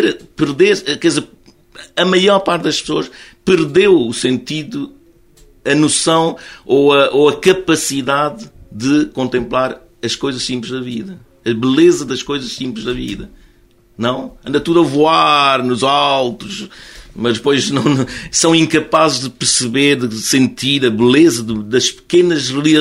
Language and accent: Portuguese; Macau; Eu sou de Macau, gosto de falar de imperadores.